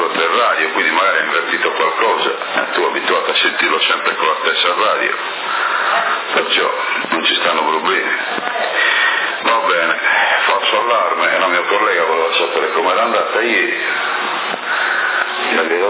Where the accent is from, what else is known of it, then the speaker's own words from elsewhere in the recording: Porto Torres, Sardinia, Italy; non sono sassarese, sono portorese io.